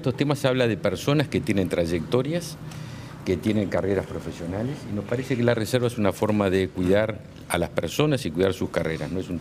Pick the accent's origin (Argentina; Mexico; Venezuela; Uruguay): Uruguay; algo que nos dio orgullo a todos como uruguayos